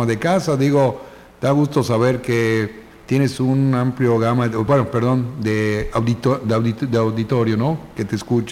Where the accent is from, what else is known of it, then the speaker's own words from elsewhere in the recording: Yucatán, Mexico; los yucatecos no nos quejamos porque tomamos el salitre como algo yucateco.